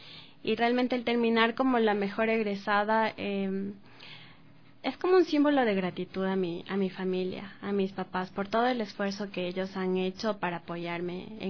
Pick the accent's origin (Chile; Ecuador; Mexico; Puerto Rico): Ecuador; Como ecuatorianos, como parte de estos géneros